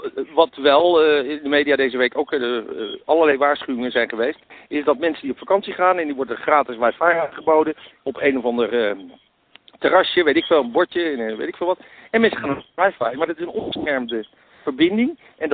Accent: Amsterdam, North Holland, Netherlands; Kijk, laat ik een voorbeeld geven. Ik kom uit Amsterdam

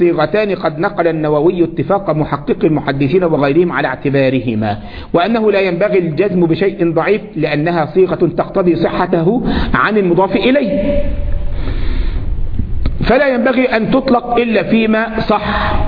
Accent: Egypt; كنت في عندنا في مصر

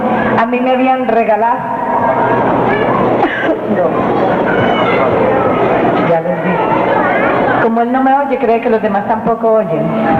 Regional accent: Colombia; pero como colombiana y masoquista que soy, deseo sufrir parejo con ustedes

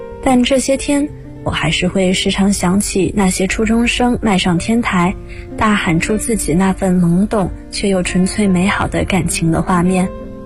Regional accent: Jiangxi, China; now in Nanjing, China; ，我在南京大学，

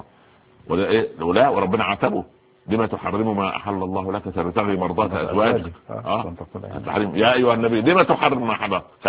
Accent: Upper Egypt, Egypt; عندنا في الصعيد يعني غرفه داخل غرفه

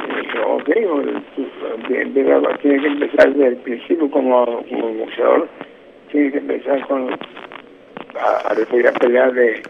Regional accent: Mexico; muchos americanos, siendo yo mexicano, americanos me apoyaron mucho.

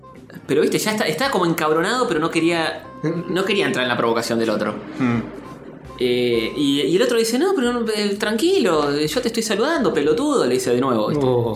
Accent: Argentina; Yo soy argentino

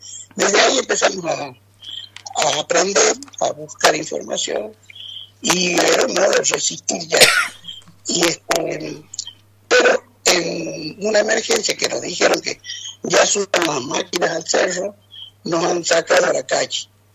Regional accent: Andalgalá, Catamarca, Argentina; porque si bien la lucha de mi pueblo de Andalgalá está más o menos desde el año 98

